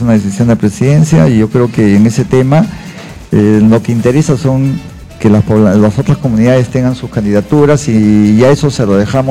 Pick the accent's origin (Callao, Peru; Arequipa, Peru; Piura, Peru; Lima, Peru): Callao, Peru; Yo soy chalaco, nací en el Callao y voy a seguir viviendo en el Callao.